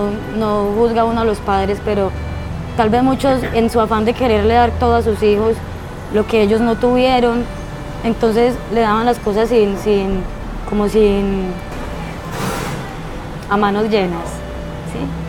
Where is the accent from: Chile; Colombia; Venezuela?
Colombia; Antioquia; also born or lived in Santander; yo soy paisantanderiana. No soy ni paisa, no soy santanderiana, yo estoy entre Santander y entre Antioquia. Entonces, yo soy paisa santandereana y porteña, ribereña.